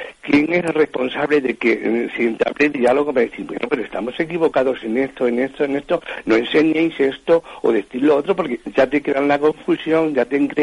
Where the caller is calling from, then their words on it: Madrid, Community of Madrid, Spain; aquí de Madrid.